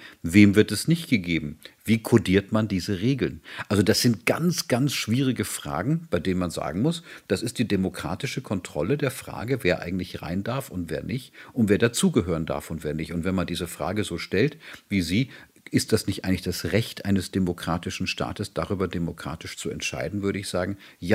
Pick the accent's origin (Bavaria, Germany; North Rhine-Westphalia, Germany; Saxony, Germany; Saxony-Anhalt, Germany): Bavaria, Germany; Ich darf das als Bayer sagen.